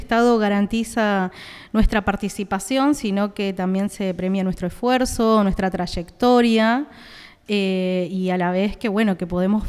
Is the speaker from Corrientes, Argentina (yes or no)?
yes; Corrientes, Argentina; Soy correntino. De Corrientes Capital, estoy acá hace muchos años.